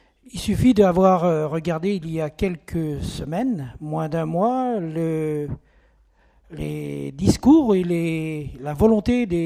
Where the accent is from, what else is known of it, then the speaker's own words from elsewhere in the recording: Brittany, France; Je suis breton comme Jean-Claude.